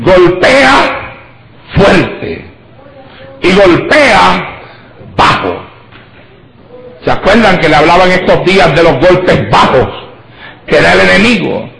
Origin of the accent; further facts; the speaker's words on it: Santa Isabel, Puerto Rico; como todavía los hay en mi pueblo, en Santa Isabel.